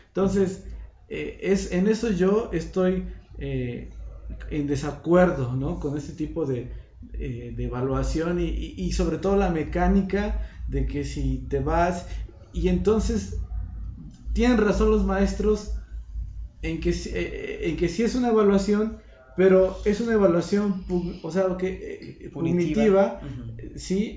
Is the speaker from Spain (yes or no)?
no; Mexico; soy parte de la sociedad, soy estudiante también y soy ciudadano mexicano